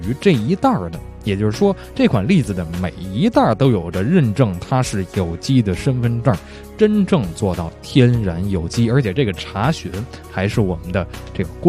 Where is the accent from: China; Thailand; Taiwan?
China; Beijing; 所以特别受到咱们北京人的喜欢